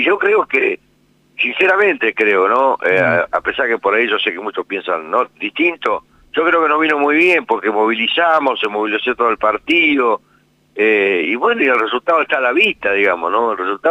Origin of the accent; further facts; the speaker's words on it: Colonia Barón, La Pampa, Argentina; yo soy de Colonia Barón, pero bueno, ya tengo cierta inserción en distintos lugares, incluso hasta en Santa Rosa.